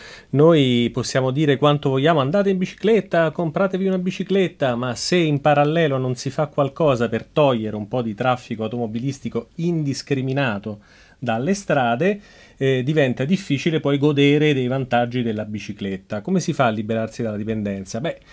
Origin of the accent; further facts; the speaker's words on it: Rome, Lazio, Italy; born there; now in Milan, Italy; Io sono nato a Roma, ero un motociclista sfegatato